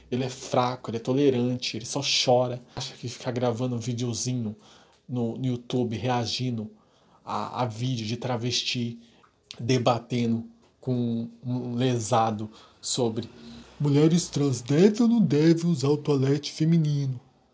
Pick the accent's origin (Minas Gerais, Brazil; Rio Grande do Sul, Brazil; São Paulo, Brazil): São Paulo, Brazil; Eu sou de São Paulo.